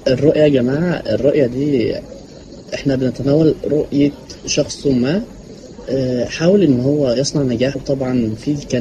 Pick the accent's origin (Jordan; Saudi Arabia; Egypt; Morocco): Egypt; طيب احنا عندنا في مصر هنا ممكن واحده ما تتوفرش